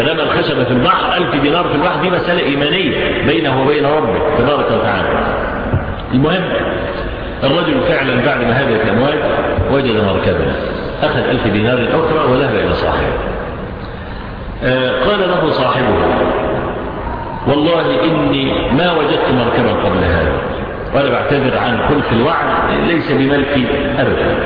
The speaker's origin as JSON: {"language": "Arabic", "country": "Egypt", "said": "احنا عندنا في مصر"}